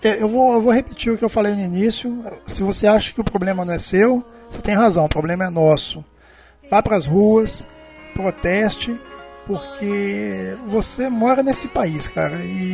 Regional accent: Brazil; nós somos brasileiros também

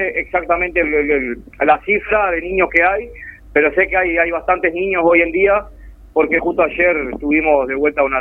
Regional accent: Montevideo, Uruguay; yo soy criado ahí, nacido y criado en Montevideo, y recuerdo que en aquel entonces, cuando era niño

